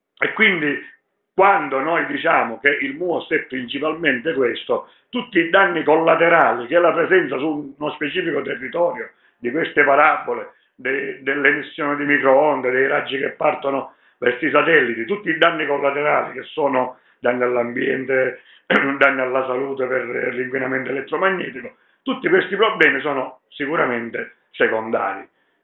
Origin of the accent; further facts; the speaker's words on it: Sicily, Italy; noi da siciliani che ci dobbiamo spostare in aereo perché viviamo in una zona dove ci hanno privato dei treni, di tante cose